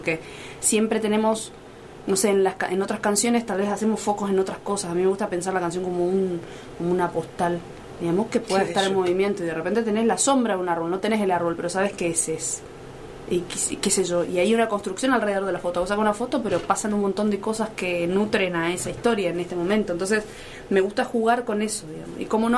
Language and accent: Spanish; Posadas, Misiones, Argentina; tengo la suerte, como alguna gente que nos criamos, entre comillas, en el interior. Muy entre comillas. Yo soy de Posadas